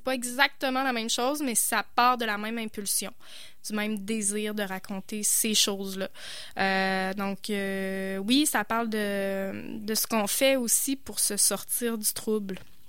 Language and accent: French; Quebec, Canada; je viens de la Côte-Nord, je parle cette langue-là, avec ces accents-là, ces structures de phrases-là, ces erreurs de français-là.